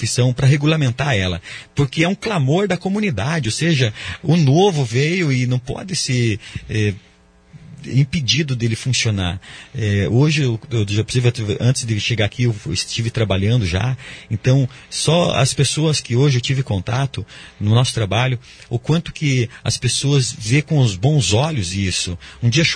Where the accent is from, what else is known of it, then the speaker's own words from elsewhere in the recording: Brazil; Eu acredito que o brasileiro é um sonhador, né? Nós somos brasileiros e nós sonhamos bastante.